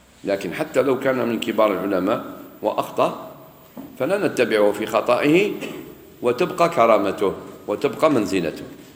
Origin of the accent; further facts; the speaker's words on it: Algeria; مش غير عندنا في الجزائر